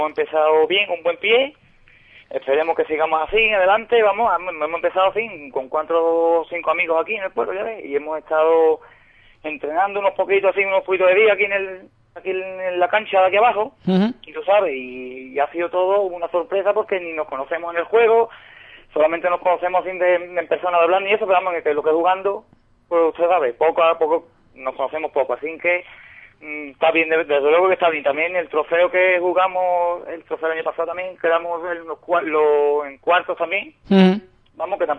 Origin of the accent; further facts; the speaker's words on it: Benaocaz, Andalusia, Spain; la mayoría de nosotros sí somos de aquí de Benahoká.